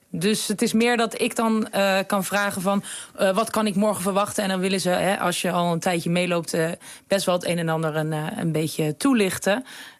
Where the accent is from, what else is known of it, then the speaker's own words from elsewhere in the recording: The Hague, South Holland, Netherlands; Ik kom zelf uit Den Haag, dus ik ben gewend dat het heel bruisend is.